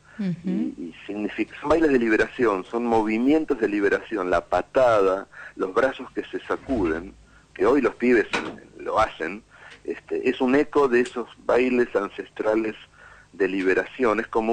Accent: Argentina; Pero ¿qué somos los argentinos? Somos eso, ¿no?

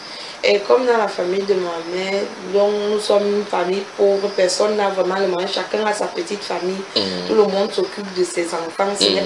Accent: Mbalmayo, Centre, Cameroon; Non, parce que j'ai grandi en Balmayo.

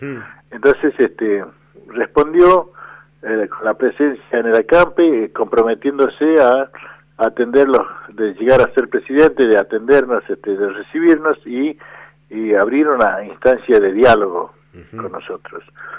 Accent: Andalgalá, Catamarca, Argentina; los más amigos, y soy de Andalgalá, provincia de Catamarca.

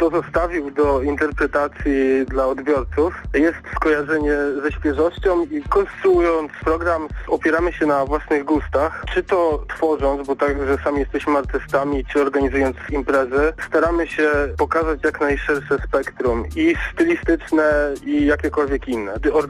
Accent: Aleksandrów Kujawski, Kuyavian-Pomeranian Voivodeship, Poland; Pochodzimy z Białych Kujaw, z bardzo małej miejscowości Aleksandrów Kujawski.

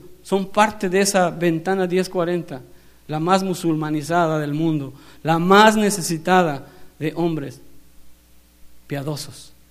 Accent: Mexico; somos más mexicanos que el mole.

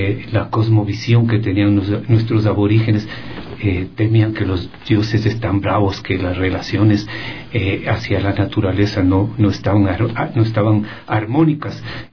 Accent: Quito, Pichincha, Ecuador; born there; hace pocos meses retorné acá a mi ciudad. Yo soy nacido aquí en Quito, en el centro histórico exactamente, por más señas, en San Roque, un lindo barrio

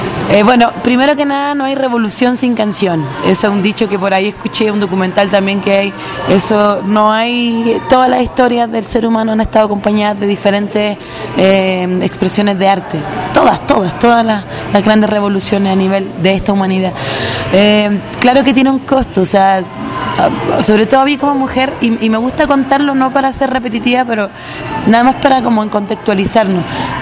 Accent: Chile; soy mujer chilena, cantante, compositor, activista

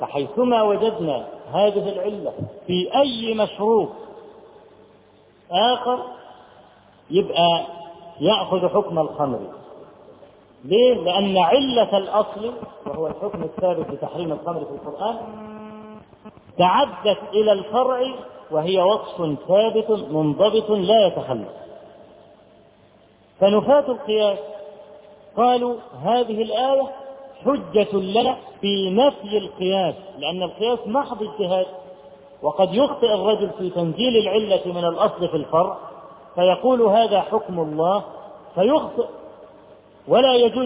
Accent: Egypt; فرجل اول ما عرف ان انا من مصر

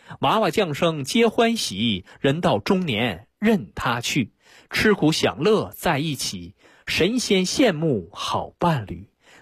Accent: China; 那么我们中国人其实很早就提出来叫上士养心，下士才养病

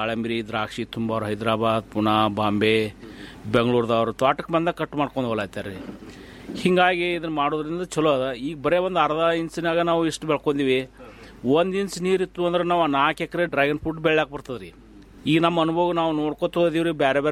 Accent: Ratnapur, Karnataka, India; ನಮ್ಮ ಊರು ರತ್ನಾಪುರ ತಾಲೂಕು ತಿಕೋಟ ಜಿಲ್ಲಾ ಬಿಜಾಪುರದವ್ರು ನಾವು.

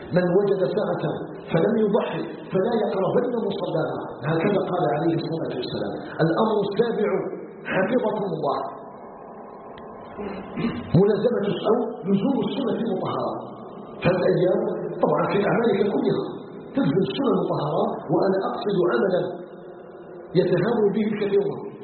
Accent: Algeria; أن يجعل بلدنا الجزائر بلدا آمنا مطمئنا وسائر بلاد المسلمين.

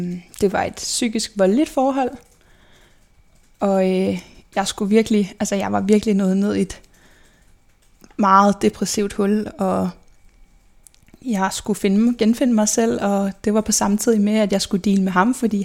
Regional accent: Albertslund, Capital Region of Denmark, Denmark; jeg er født og opvokset i Albertslund. Sammen med min mor, min far og min storebror, som er 8,5 år ældre end mig.

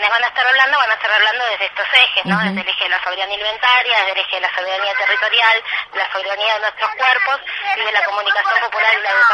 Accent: Argentina; como somos argentinos y las argentinas somos en general muy también

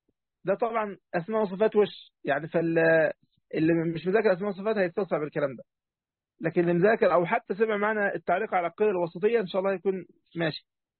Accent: Egypt; طبعا أنا مصري لكن مصر مش أم الدنيا

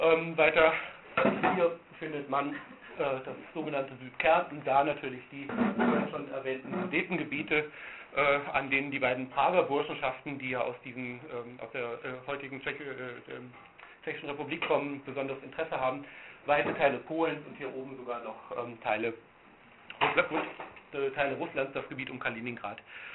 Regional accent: Cologne, North Rhine-Westphalia, Germany; hier dieser kleine grüne Zipfel, etwas westlich von Köln, wo ich herkomme

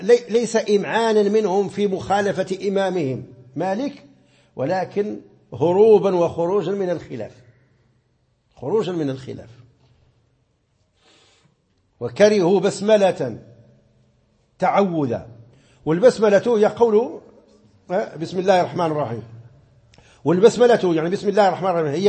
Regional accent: Morocco; كما مر معنا مثلا في القنوت، في قنوت الصبح عندنا في المغرب

